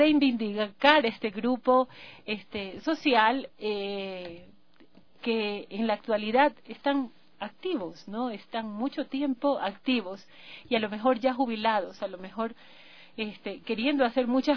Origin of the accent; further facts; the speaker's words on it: Manabí, Ecuador; now in Quito, Ecuador; Yo soy de Manabí.